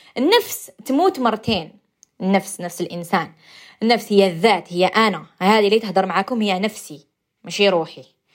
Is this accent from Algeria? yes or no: yes; Algeria; accent: Algerian; حنا نفسروا على حساب ثاني اللهجه تاعنا الجزائريه، على حسبنا وحنا لهجتنا ماشي صحيحه